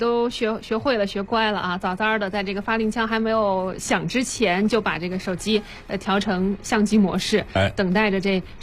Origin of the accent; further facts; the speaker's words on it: China; 是因为能想到我们中国人也能够在百米赛场上取得这么好的成绩